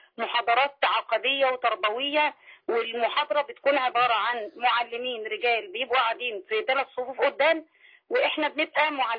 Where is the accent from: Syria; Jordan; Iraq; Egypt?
Egypt; Mansoura, Dakahlia; أنا هنا من المنصورة.